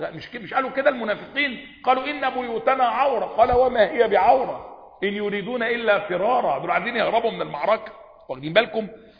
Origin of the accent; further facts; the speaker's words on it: Egypt; احنا عندنا كمان كمصريين قديما